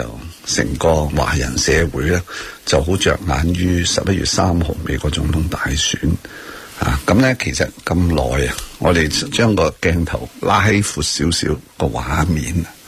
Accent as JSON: {"language": "Cantonese", "country": "Hong Kong", "said": "我哋香港人想继续出去日本同台湾"}